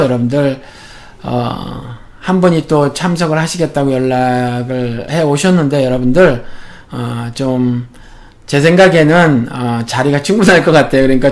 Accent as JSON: {"language": "Korean", "country": "South Korea", "said": "제가 한국 사람이니까"}